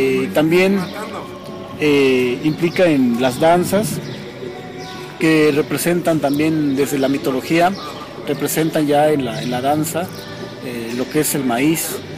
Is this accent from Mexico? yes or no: yes; Xochitlán de Vicente Suárez, Puebla, Mexico; de la Unidad Indígena Totonacanáhuatl, y soy originario de la Junta Auxiliar Xoatecpa Xochitlán de Vicente Suárez, Puebla.